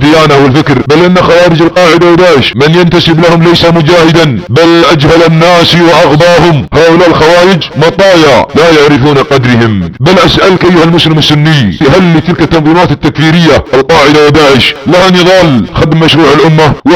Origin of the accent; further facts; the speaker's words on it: Saudi Arabia; ان بلادنا السعودية